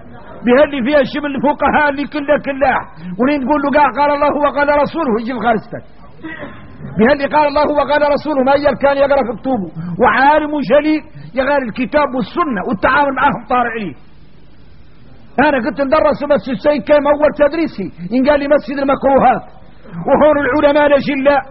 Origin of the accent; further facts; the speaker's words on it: Mauritania; يا غار احنا موريتاني بين هذا الباطل المترسخ في قلوبنا